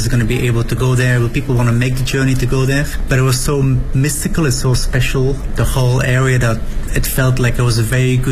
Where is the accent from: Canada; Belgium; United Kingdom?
Belgium; now in Beijing, China; I am from Belgium. I've been in Beijing for about 10 years now.